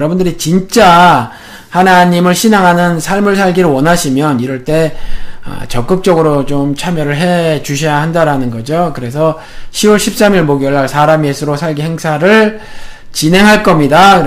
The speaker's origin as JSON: {"language": "Korean", "country": "South Korea", "said": "제가 한국 사람이니까"}